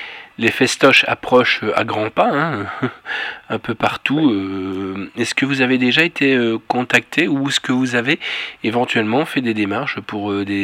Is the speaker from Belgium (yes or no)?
yes; Brussels, Belgium; c'est comme nous chez nous en Bruxelles